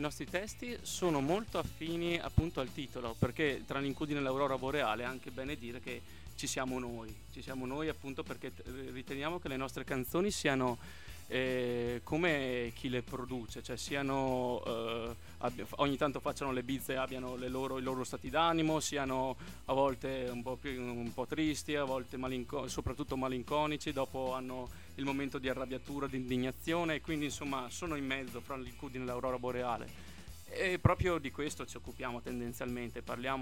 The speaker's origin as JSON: {"language": "Italian", "town": "Trento", "region": "Trentino-Alto Adige", "country": "Italy", "said": "Veniamo da Trento, dal Trento e sobborghi. Sì, confermo Trento."}